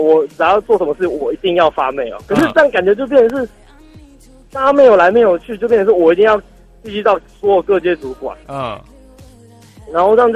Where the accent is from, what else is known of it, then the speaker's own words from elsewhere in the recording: Taipei, Taiwan; 我是台北的